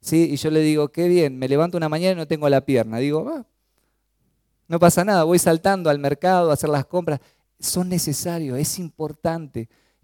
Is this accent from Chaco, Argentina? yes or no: yes; Chaco, Argentina; Yo soy del Chaco, ¿no? Siempre lo digo, y cuando voy allá, y se me pega un poquito el tonito de los chaqueños, ¿no?